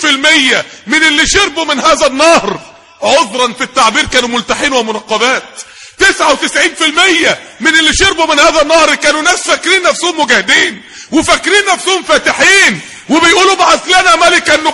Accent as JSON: {"language": "Arabic", "town": "Mansoura", "region": "Dakahlia", "country": "Egypt", "said": "نقلوه على المستشفى عندنا في المنصورة في الطوارئ"}